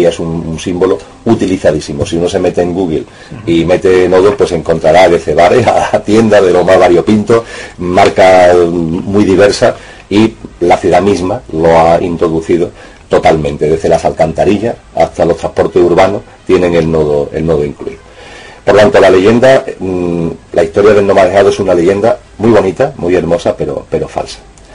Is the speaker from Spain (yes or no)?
yes; Seville, Andalusia, Spain; yo como sevillano y como concejal me creía a pie juntillo